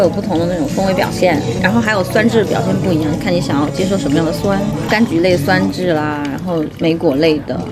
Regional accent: Hubei, China; now in Beijing, China; 不是，我是湖北人。

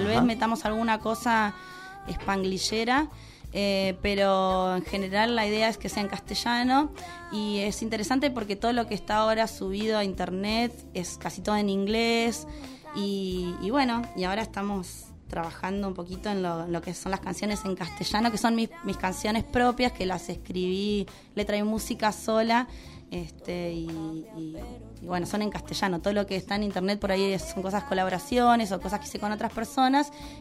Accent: La Pampa, Argentina; now in Buenos Aires, Argentina; En realidad me crié en La Pampa. Bueno, y ya hace un montón que me vine a vivir a Buenos Aires.

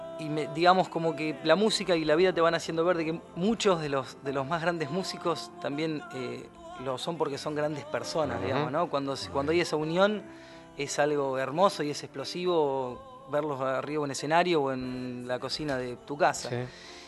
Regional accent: Miramar, Buenos Aires Province, Argentina; cuando me vine de Miramar, andaba un poco mezclado, ¿no?

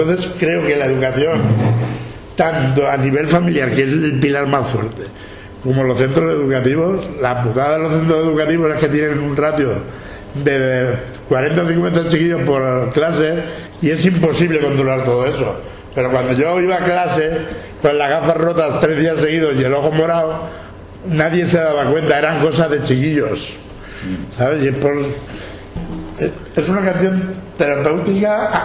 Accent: Valencian Community, Spain; mi pueblo estaba bajo el agua. Paiporta, Sedaví, Alfafar, Catarroja, Masanasa, Parque Alcosa, Albal, Torrente, Picaña.

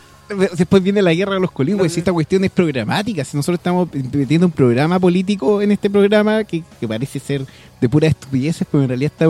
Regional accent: Talca, Maule, Chile; No somos de izquierda, somos de derecha, pues somos de Talca.

